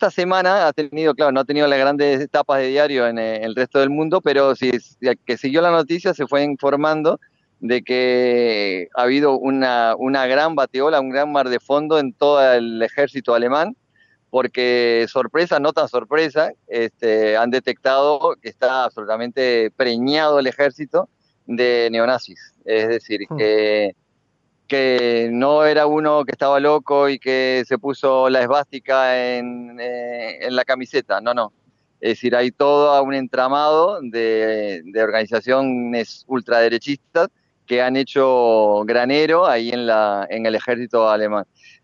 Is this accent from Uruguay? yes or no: yes; Uruguay; como uruguayos nos vamos a sentir cercanos